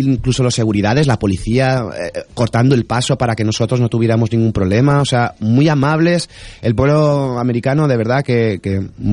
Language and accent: Spanish; Valencian Community, Spain; Cuando hablo de que soy español, de valenciano, siempre tienen en la memoria